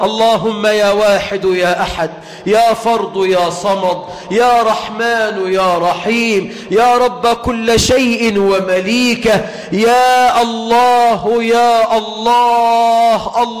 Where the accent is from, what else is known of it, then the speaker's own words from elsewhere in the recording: Egypt; اللهم اجعل بلدنا مصر أمنا أمانا، رخاء سخاء